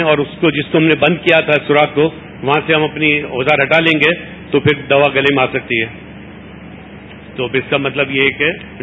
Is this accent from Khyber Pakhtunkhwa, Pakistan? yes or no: no; Hyderabad, Sindh, Pakistan; میرا تعلق حیدرآباد سے ہے اور میں ایک آئی سرجن ہوں.